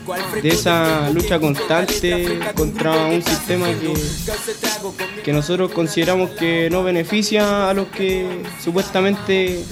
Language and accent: Spanish; Puente Alto, Santiago Metropolitan Region, Chile; Yo también soy de aquí, de Puente Alto, de ahí de la Ciudad del Sol.